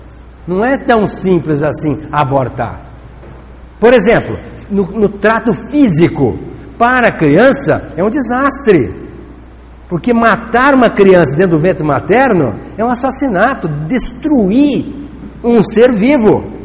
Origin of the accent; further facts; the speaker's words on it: Itapagipe, Minas Gerais, Brazil; lá da minha terra, de Itapajipe.